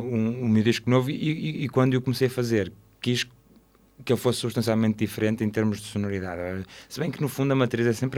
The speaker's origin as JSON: {"language": "Portuguese", "town": "Santo Tirso", "region": "Porto", "country": "Portugal", "tie": "born or raised there", "said": "E eu cresci em Santo Tirso, que, para quem conhece, não é provavelmente o sítio mais agradável para se crescer"}